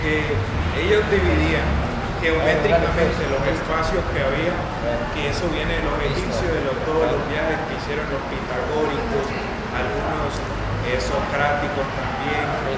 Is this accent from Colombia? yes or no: yes; Colombia; Y no es que yo me sienta español, porque en realidad no soy español, yo no nací en la nación española, yo soy colombiano.